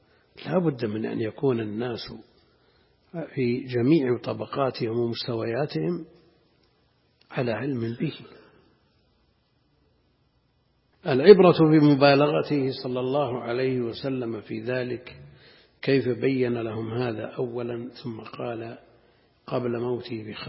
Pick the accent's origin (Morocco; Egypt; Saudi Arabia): Saudi Arabia; Najd; أمر ظاهر كان موجود عندنا في نجد في أماكن متعددة